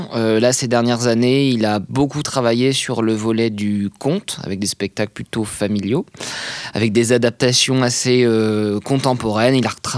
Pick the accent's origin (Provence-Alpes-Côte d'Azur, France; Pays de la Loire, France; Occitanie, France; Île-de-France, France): Pays de la Loire, France; Nantes; Alors, moi, d'où je viens, de Nantes, donc pas très loin. Hein. J'ai jamais trop bougé de Nantes.